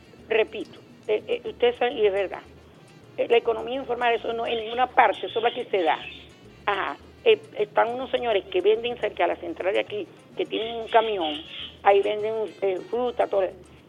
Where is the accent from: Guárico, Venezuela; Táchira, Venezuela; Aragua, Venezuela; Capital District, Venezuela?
Capital District, Venezuela; Caracas; yo soy caraqueño de esta parroquia Santa Rosalía.